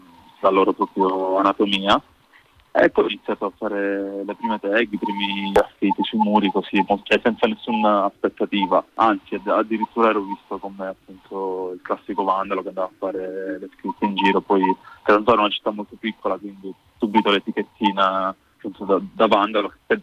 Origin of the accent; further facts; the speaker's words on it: Catanzaro, Calabria, Italy; io sono originario di Catanzaro